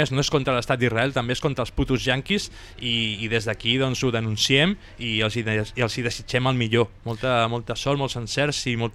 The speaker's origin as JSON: {"language": "Catalan", "region": "Catalonia", "country": "Spain", "said": "I a més, ens agrada narrar-ho en català. Som catalans"}